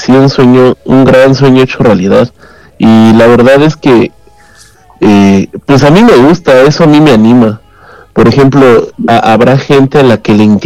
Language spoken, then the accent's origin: Spanish; Puebla, Mexico; now in Mexico City, Mexico; porque yo soy de Puebla, ya después me mudé a la Ciudad de México